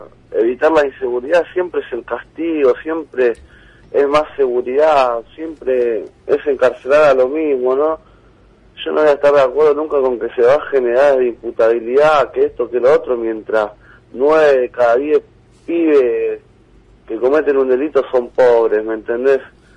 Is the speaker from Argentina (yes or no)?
yes; Argentina; Pero yo como joven argentino